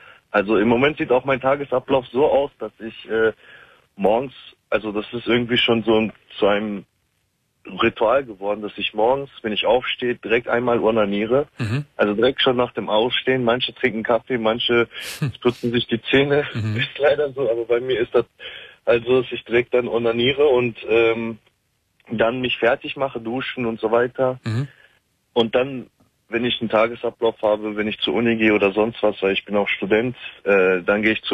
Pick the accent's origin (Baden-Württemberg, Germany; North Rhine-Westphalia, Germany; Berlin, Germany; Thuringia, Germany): North Rhine-Westphalia, Germany; Ich komme aus Nordrhein-Westfalen und habe mal in Sachsen studiert